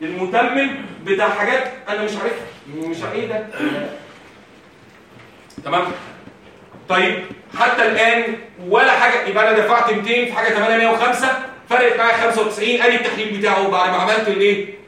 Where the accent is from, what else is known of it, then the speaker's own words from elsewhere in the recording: Egypt; عندنا في مصر صعب